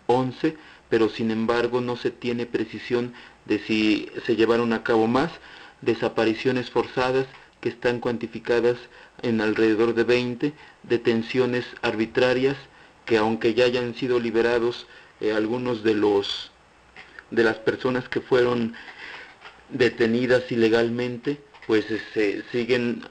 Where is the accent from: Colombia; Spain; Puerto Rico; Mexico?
Mexico; especialmente como mexicanos nos hace cómplices